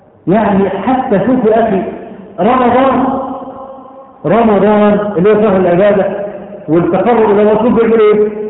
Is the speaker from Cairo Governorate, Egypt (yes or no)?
yes; Cairo, Cairo Governorate, Egypt; بقى لها كم سنة عندنا في القاهرة والمدن الكبرى